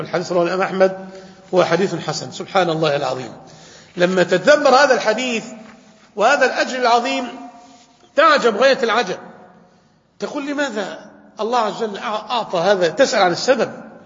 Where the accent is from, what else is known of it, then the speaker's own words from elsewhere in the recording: Damietta, Damietta Governorate, Egypt; تعين صانعا ديت هذه عندنا في دمياط